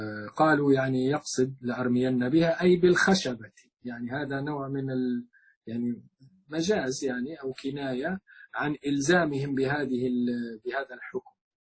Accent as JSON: {"language": "Arabic", "country": "Libya", "said": "القذافي عندنا في ليبيا"}